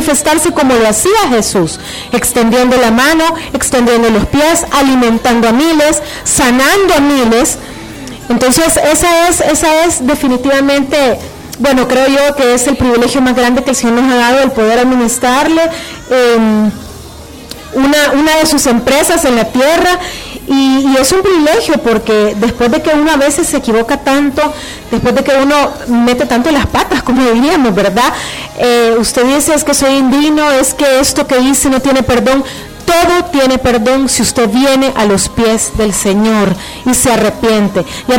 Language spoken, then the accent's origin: Spanish; El Salvador; como decimos en buen salvadoreño, metí las patas hasta el fondo.